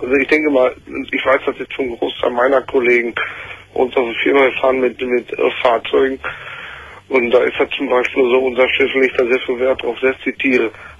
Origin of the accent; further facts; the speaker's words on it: Dortmund, North Rhine-Westphalia, Germany; von meinem Heimatort Dortmund